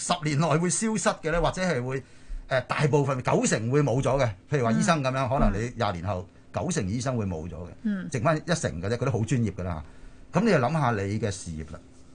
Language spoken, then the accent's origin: Cantonese; Hong Kong; 我哋香港话法三师啊